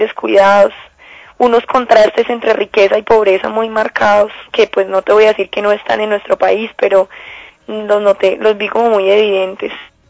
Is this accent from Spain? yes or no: no; Colombia; es un mundo completamente, pues, completamente nuevo para uno como colombiana